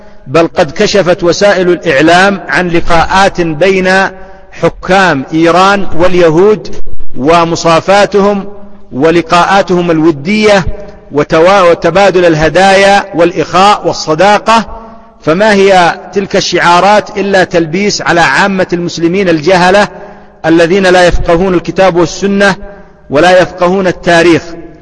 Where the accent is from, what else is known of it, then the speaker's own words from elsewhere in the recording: Yemen; نحن اليمنيون نقول يصربونه، وهي لغة صحيحة